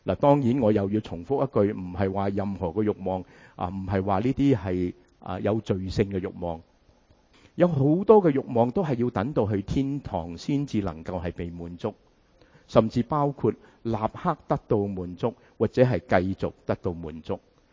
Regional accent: United States; 亦都系原因点解我哋美国人咁鍾意食快餐

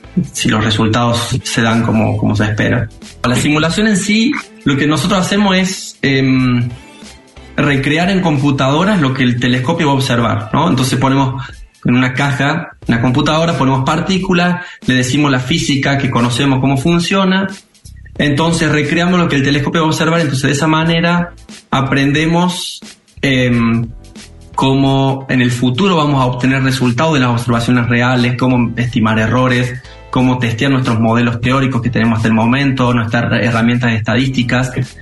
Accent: Valle Hermoso, Córdoba, Argentina; also born or lived in Tucumán; hasta los 6 años viví en Tucumán y de ahí nos mudamos a Valle Hermoso. O sea, yo toda la infancia la hice en Valle Hermoso.

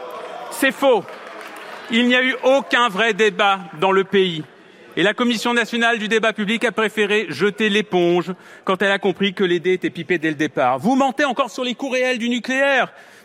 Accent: France; Est-ce que chez nous, en France, le risque de guerre et de terrorisme n'existe pas ?

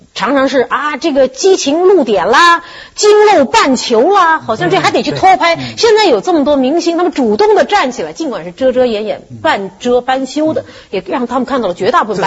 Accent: Shanghai, China; 我令上海蒙羞了嘛，我耻为上海人。

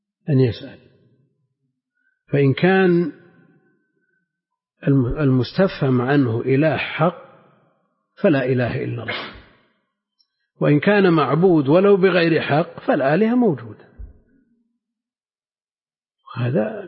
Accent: Najd, Saudi Arabia; لا سيما عندنا في نجد أكثر يمكن حدود 10 نسخ

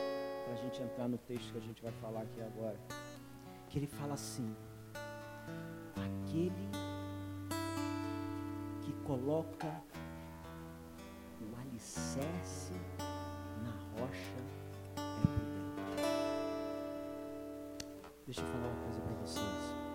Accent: Rio de Janeiro, Brazil

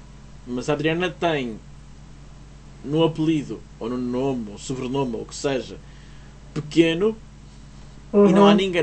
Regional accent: Portugal; Porque eu sou português, não sou brasileiro.

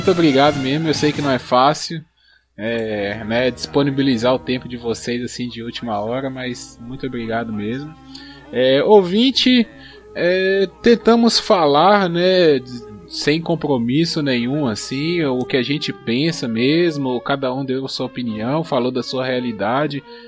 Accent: Brazil; Somos brasileiros e é isso aí.

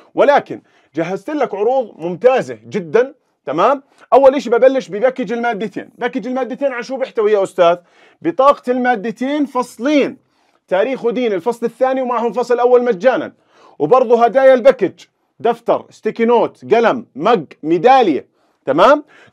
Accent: Jordan; طبعا عندنا في الأردن، تمام، لحد عام 1920 كنا تابعين أصلا للدولة العثمانية

